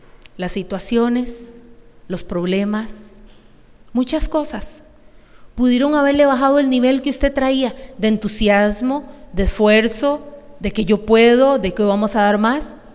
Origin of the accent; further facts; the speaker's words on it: Costa Rica; Yo no quiero estar aquí como una tica linda